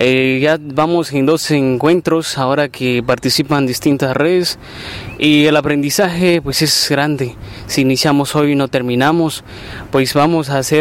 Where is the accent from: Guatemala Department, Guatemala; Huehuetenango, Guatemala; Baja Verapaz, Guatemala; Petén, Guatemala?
Baja Verapaz, Guatemala; Culco; vengo de Culco, Baja Verapaz